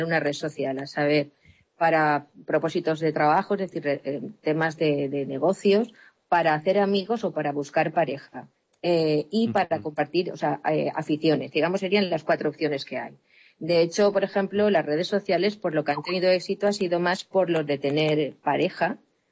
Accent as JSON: {"language": "Spanish", "town": "Valencia", "region": "Valencian Community", "country": "Spain", "said": "soy de Valencia"}